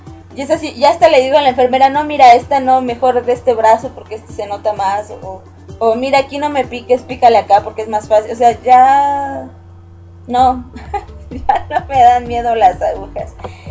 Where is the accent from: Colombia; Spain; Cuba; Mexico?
Mexico; Y yo: no, soy mexicana. Pero, ¿vives en Perú? No, yo vivo en México.